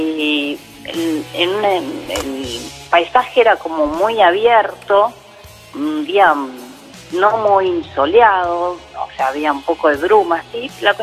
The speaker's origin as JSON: {"language": "Spanish", "region": "Buenos Aires", "country": "Argentina", "tie": "born or raised there", "said": "Soy oriunda de Palermo Viejo."}